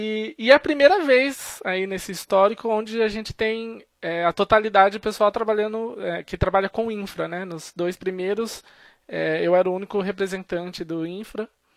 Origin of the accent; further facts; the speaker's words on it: Sorocaba, São Paulo, Brazil; Sou aqui de Sorocaba, interior de São Paulo.